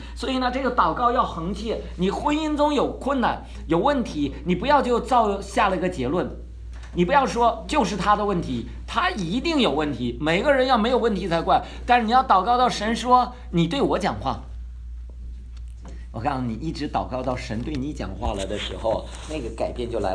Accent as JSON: {"language": "Chinese", "region": "Northeast China", "country": "China", "said": "虽然我们是东北人"}